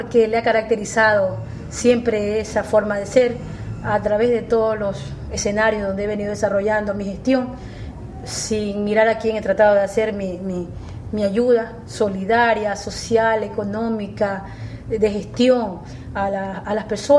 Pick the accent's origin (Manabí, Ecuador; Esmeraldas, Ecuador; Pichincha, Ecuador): Manabí, Ecuador; Chone; soy una representante de mi cantón, soy una representante de la gente de mi tierra y tengo esa responsabilidad sobre mis hombres, y hasta el último día que yo esté en la concejalía pues estaré trabajando por Chone